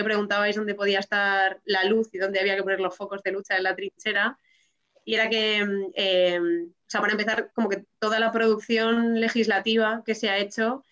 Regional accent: Spain; Entonces es como algo que si yo hiciese como española, simplemente me supondría una multa

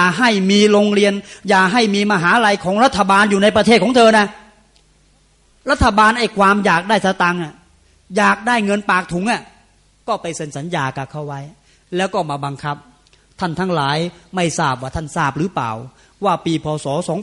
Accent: Khlung, Chanthaburi, Thailand; also born or lived in Trat; ผมเกิดที่ดงกลางตราดแล้วก็ย้ายมาซึ่งล่างอำเภอขลุงจันทบุรี

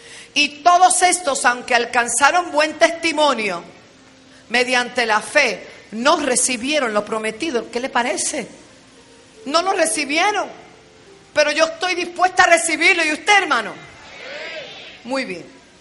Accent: Bayamón, Puerto Rico; also born or lived in Bronx, United States; Una niña que nació en el Bronx, New York, you know. Me crié en Bayamón Garden, en la calle 13.

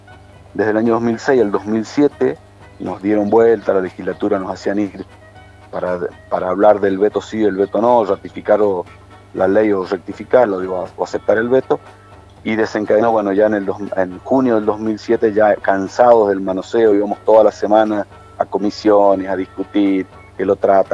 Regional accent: San Carlos, Mendoza, Argentina; mi pueblo, en el centro, en el corazón de la provincia de Mendoza, en San Carlos

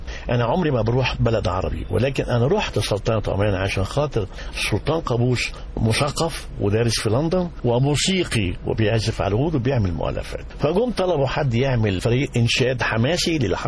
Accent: Cairo, Cairo Governorate, Egypt; لا في القاهرة، بس زي ما قلت هاتك الوالد عاش في بورسعيد واسكندرية وانا وهو اصلا تركي الوالد

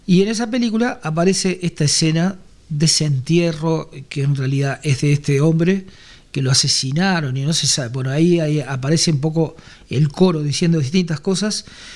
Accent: Uruguay; o yo particularmente más cercano quizás como uruguayo, a la música cubana, a la música panameña, y no hacia Puerto Rico?

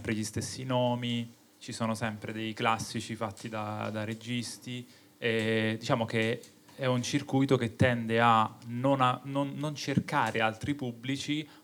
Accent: Rome, Lazio, Italy; E siccome sono romano, il motto che ho è volemose bene

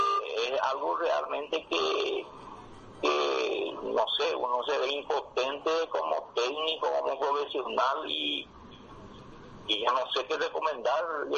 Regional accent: Paraguay; nosotros como país pequeño que somos de Paraguay

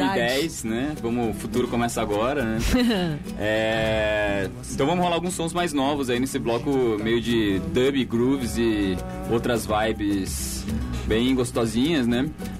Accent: São José dos Campos, São Paulo, Brazil; sou de São José dos Campos

